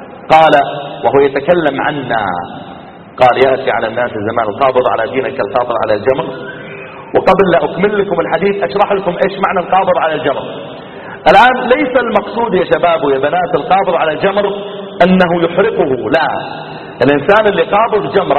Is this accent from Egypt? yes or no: no; Riyadh, Riyadh Province, Saudi Arabia; يعني مثلا عندنا في الرياض لو شاب يبغى يغازل بنت